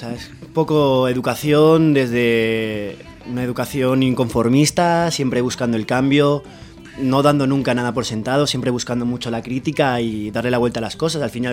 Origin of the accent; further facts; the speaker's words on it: Aragon, Spain; yo soy de Aragón, pero vivo en Andalucía, vivo al sur de España